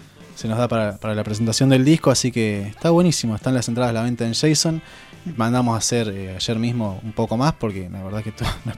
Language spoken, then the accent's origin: Spanish; Rauch, Buenos Aires Province, Argentina; Rausch es un pueblo de donde somos, Jacob y yo. Está al lado cerca de Tandil.